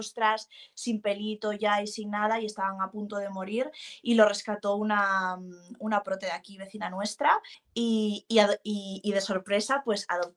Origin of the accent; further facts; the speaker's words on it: Asturias, Spain; yo soy hija de ganaderos, soy asturiana y soy hija de ganaderos